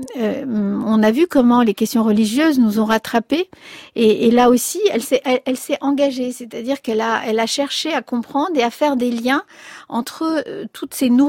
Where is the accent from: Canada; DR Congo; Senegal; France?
France; also born or lived in Spain; quand moi j'ai quitté l'Espagne pour venir en France, j'avais 9 mois